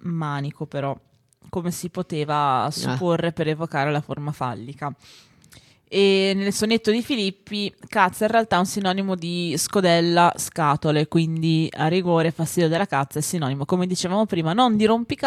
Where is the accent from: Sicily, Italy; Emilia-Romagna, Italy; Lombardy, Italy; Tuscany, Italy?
Emilia-Romagna, Italy; Ferrara; E io da buona ferrarese